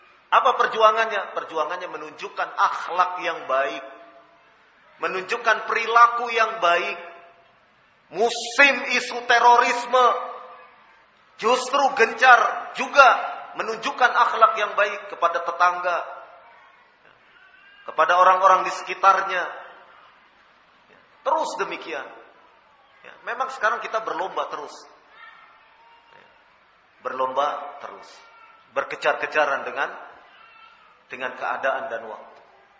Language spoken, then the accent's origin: Indonesian; Surakarta, Central Java, Indonesia; Bikin e-KTP, ya. Seperti di Solo itu, di kampung saya.